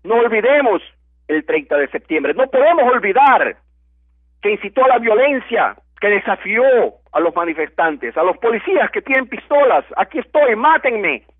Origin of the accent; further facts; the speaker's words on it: Ecuador; Los dueños somos todos los ecuatorianos